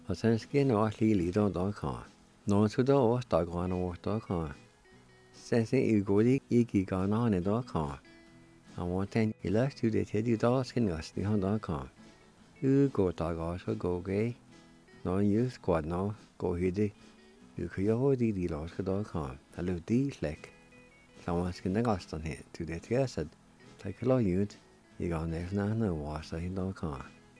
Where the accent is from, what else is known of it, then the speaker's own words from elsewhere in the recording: Jay, Oklahoma, United States; when I grew up around Jay, around Piney area, I don't remember us doing that.